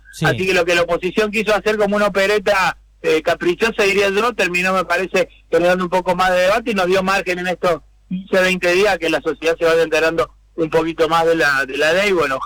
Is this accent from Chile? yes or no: no; Córdoba, Argentina; Yo soy originariamente cordobés, así que tengo mucho cariño por esa provincia, obviamente, muchos amigos y familiares